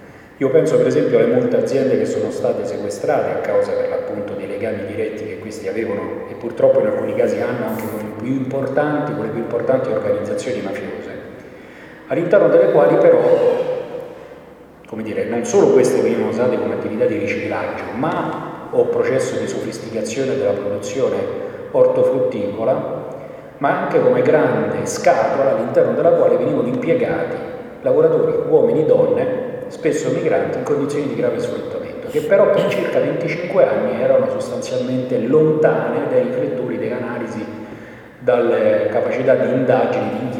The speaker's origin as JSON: {"language": "Italian", "region": "Lazio", "country": "Italy", "said": "Io vengo dalla provincia di Latina, che è un territorio che almeno fino a qualche anno fa veniva considerato libero dalle mafie."}